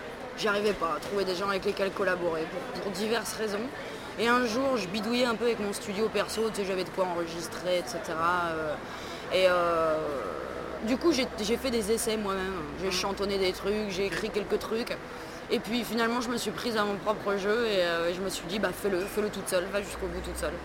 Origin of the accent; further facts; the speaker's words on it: Nancy, Grand Est, France; Non, à Nancy, je suis de Lorraine, moi je suis de l'Est.